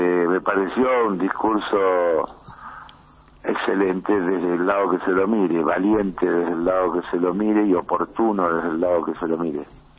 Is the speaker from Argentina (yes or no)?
yes; Argentina; como argentino me sentí bien representado.